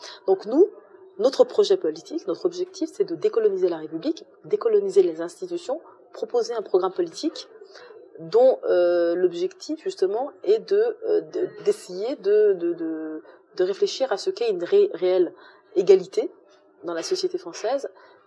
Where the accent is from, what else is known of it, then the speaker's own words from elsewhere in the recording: France; Moi, je parle français, je parle plus le français que l'arabe, par exemple, parce que j'ai grandi en France, et donc je me suis intégrée